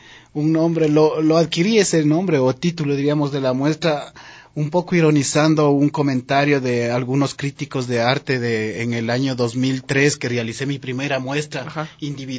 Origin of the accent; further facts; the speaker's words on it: Ecuador; el colectivo está conformado por 7 miembros que somos ecuatorianos